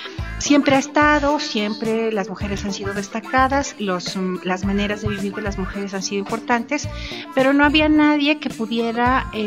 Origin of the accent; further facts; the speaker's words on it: Mexico; el gasolinazo nos hace pensar en quiénes somos como mexicanos